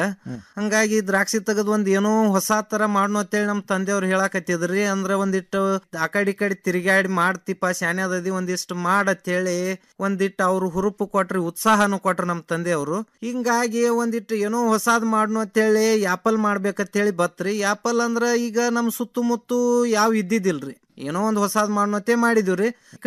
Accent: Maheshwadgi, Karnataka, India; now in Kulali, India; ನಾವು ಮೂಲತಃ ಅತ್ನಿ ತಾಲೂಕ ಮಹೇಶ್ವಾಡಿಗೆ ಅವ್ರ ರೀ. ಮುಂದ ಇಲ್ಲಿ ಬಾಗಲಕೋಟೆ ಜಿಲ್ಲೆ ಮುಧೋಳ ತಾಲೂಕ ಕುಳಲಿ ಒಳಗ 15 ವರ್ಷದಿಂದ ಒಂದ್ ಸ್ವಲ್ಪ ಜಮೀನ್ ತಗೊಂಡಿದ್ದೀವಿ ರೀ.

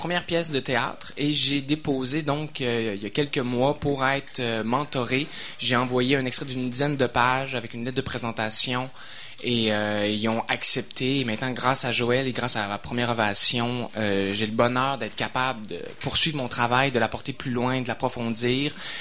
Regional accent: Alma, Quebec, Canada; parce que moi je suis natif du lac Saint-Jean de Alma

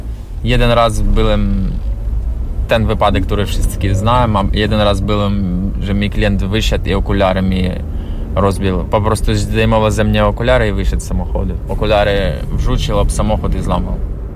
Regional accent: Ukraine; Polish is a second language; Z Ukrainy.

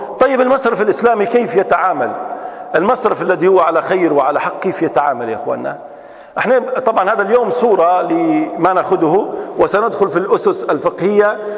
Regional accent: Libya; احنا عندنا في ليبيا صيغة لقيتها في الأوقاف

